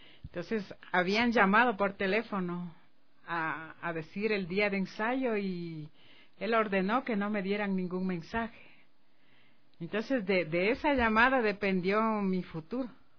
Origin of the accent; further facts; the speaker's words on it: Quito, Pichincha, Ecuador; born there; Yo nací en Quito. Uh-huh. Nací en Quito y amo esta ciudad.